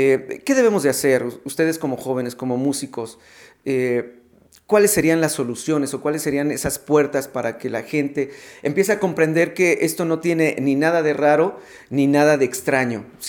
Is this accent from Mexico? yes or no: yes; Mexico; como lo que somos los mexicanos?